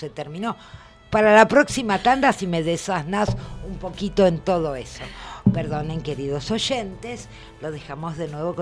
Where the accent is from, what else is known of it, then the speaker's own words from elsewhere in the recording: Argentina; Yo siendo argentina no conozco muchas partes de mi país